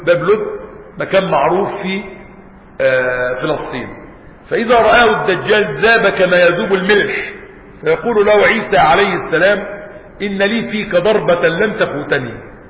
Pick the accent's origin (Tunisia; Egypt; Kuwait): Egypt; وحتى عندنا في مصر وبلادنا يقول لك ولاد اصول، يعني احنا ناس ولاد اصل